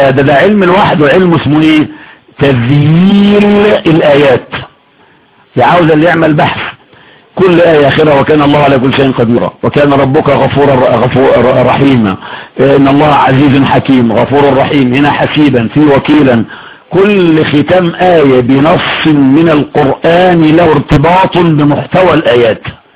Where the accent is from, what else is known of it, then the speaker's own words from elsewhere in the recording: Egypt; دي لغتنا احنا كمصري